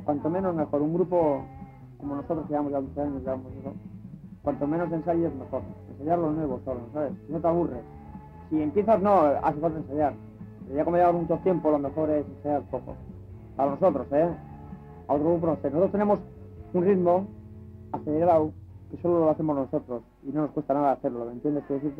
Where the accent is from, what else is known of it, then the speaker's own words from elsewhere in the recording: Basque Country, Spain; Pero además, somos de aquí, somos vascos, ¿entiendes?